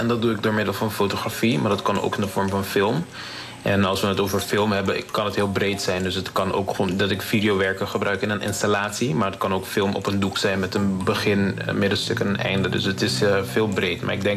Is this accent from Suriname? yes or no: no; Curaçao; born there; Zelf ben ik op Curaçao geboren, dus dat is een van mijn grootste inspiratiebron.